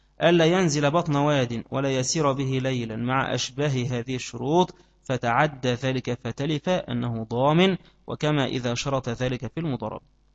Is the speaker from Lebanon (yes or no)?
no; Egypt; عندنا في مصر في وقت القائلة ده كله زي الإيه؟ زي النمل